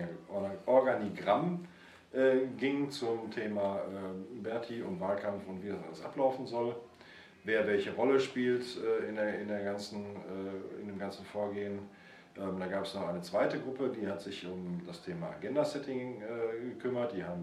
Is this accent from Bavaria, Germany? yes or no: no; Cologne, North Rhine-Westphalia, Germany; Nordköln. Ich komme aus Nordköln